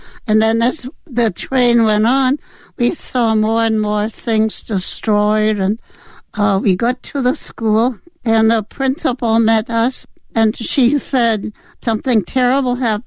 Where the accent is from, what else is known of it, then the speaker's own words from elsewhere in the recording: Berlin, Germany; I grew up in Berlin, Germany, and my father owned his own business.